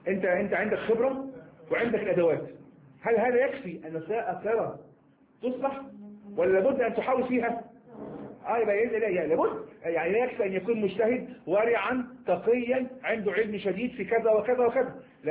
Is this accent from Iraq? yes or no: no; Egypt; يعني كما نقول إحنا مصريين شرب المادة هذه شرب العلم هذا